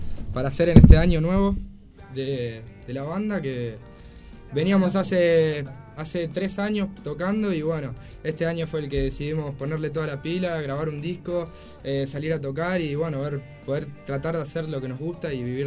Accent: Moreno, Buenos Aires Province, Argentina; nosotros somos humildes personas de Moreno

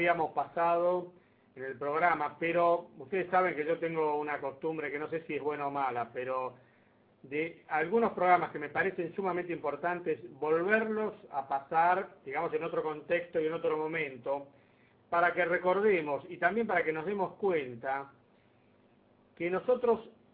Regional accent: Argentina; Tenemos que superar la barrera de que porque somos argentinos no podemos hacer nada bien.

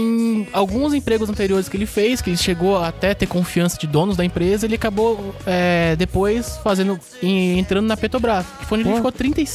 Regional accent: São Paulo, Brazil; eu sou de São Paulo, capital.

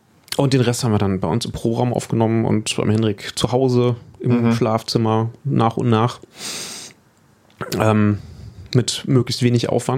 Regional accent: Düsseldorf, North Rhine-Westphalia, Germany; Ich komme aus Düsseldorf, genau.

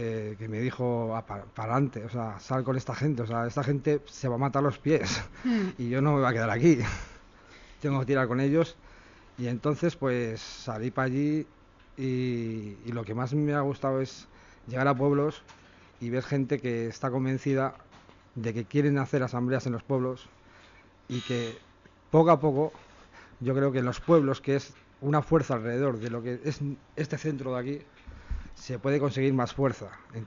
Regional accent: Santo Domingo de la Calzada, La Rioja, Spain; no, yo soy de un pueblo de La Rioja, de Santo Domingo, La Cazada, entonces yo no sabía si pasaba por mi pueblo

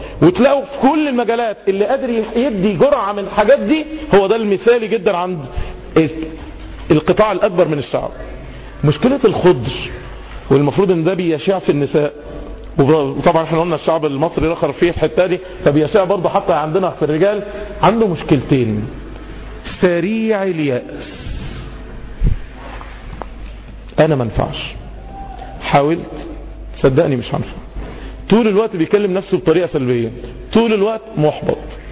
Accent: Egypt; احنا كمصريين، احنا كمصريين يشيع جدا، عشان احنا شعوب شرقية عكس الغربيين.

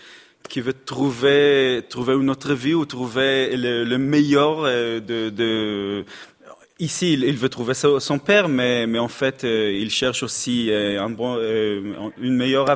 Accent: Israel; born there; French is a second language; Je suis né en Israël, fait beaucoup de comédies musicales en Israël.

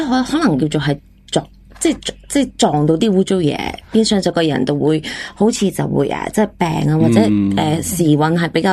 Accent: China; 我是中国人。

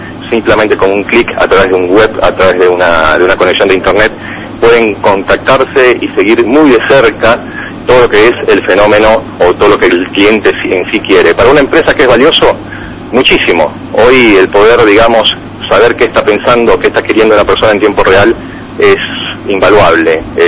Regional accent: Venezuela; No, soy venezolano.

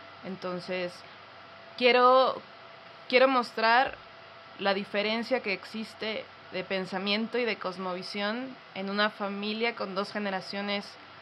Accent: Tuxtla Gutiérrez, Chiapas, Mexico; Yo soy de Tuxtla.

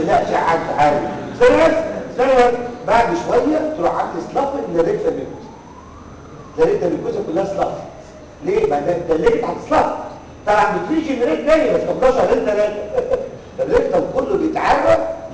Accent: Egypt; طبعا عندنا في مصر

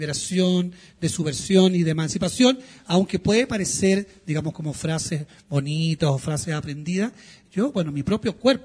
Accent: Chile; born there; Bueno, digamos, nací en Chile.

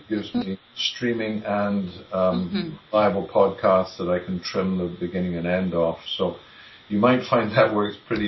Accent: United Kingdom; moved away as an adult; now in Comox Valley, Canada; Originally, though, I grew up in the United Kingdom. I was Scottish, and then I was English, and I went to various universities in England as a physicist, a business degree, teaching qualification. But then I ended in Canada

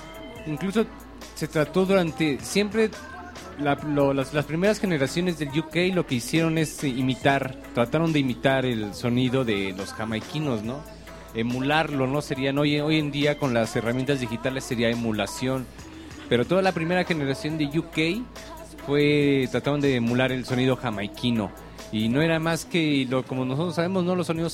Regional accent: Mexico; nosotros ver así como que mexicanos también tenemos como que algo que agregar

